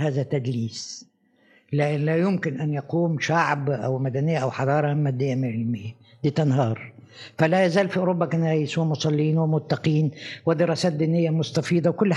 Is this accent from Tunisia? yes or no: no; Egypt; لكن أنا لما جيت من مصر لروما